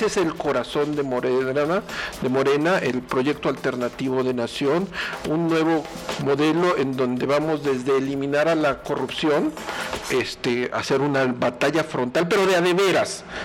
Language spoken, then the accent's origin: Spanish; Querétaro, Mexico; la tasa de desempleo de nuestro estado siempre está por arriba de la media nacional